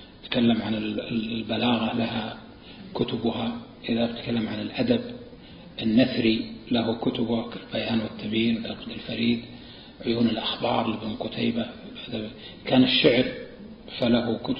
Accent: Najd, Saudi Arabia; مثل عندنا في نجد المستعملة

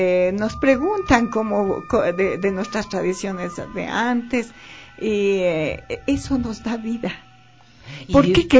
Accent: Quito, Pichincha, Ecuador; Es que yo toda la vida viví aquí porque yo soy nacida aquí.

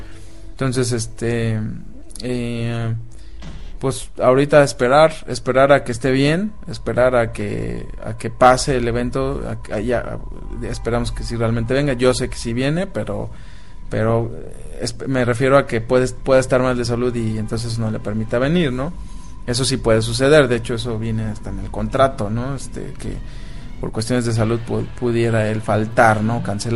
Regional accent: Mexico; que sigan como somos los mexicanos

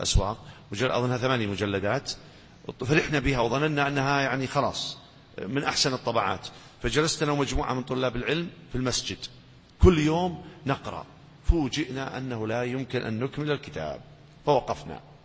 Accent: Najd, Saudi Arabia; السلامة كثير عندنا في نجد

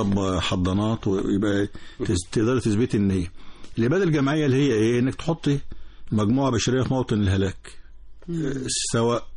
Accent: Egypt; وانا مواطن مصري وبنفس المعاناه

